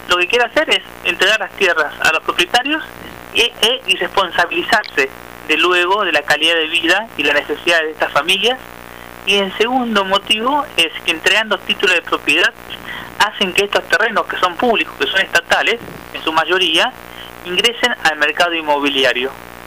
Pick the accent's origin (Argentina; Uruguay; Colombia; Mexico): Argentina; Jujuy; moved away as an adult; now in Buenos Aires, Argentina; Yo soy de Jujuy, vine a en Buenos Aires en el año 2008, me recibí de abogado en Jujuy, vine a hacer unos estudios de posgrados acá en Buenos Aires.